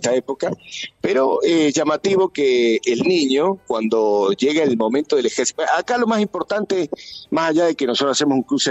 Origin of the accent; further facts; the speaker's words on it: San Juan, Argentina; si fuera en San Juan, que es mi ciudad natal